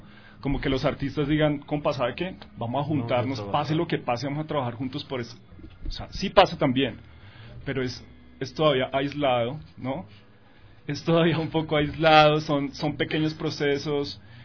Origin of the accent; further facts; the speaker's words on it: Colombia; now in Ecuador; Pues crecí en Colombia, después he visto otros, como otros procesos en otros países.